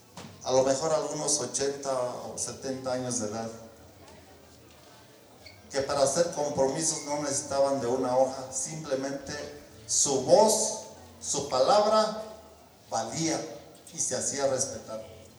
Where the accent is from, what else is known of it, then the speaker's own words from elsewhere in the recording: Cherán, Michoacán, Mexico; Nosotros como cheranenses hemos sido ejemplo a nivel naci